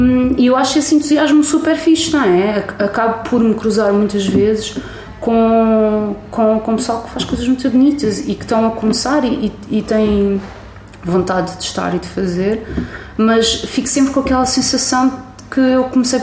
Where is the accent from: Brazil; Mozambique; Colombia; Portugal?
Portugal; Barreiro, Setúbal; Pá, a cidade de onde eu venho, o Barreiro, tem muita gente